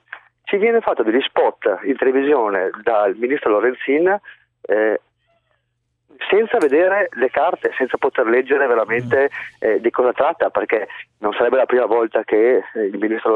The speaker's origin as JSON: {"language": "Italian", "region": "Veneto", "country": "Italy", "said": "noi siamo veneti, qui in Veneto c'era la libertà vaccinale fino all'altro giorno"}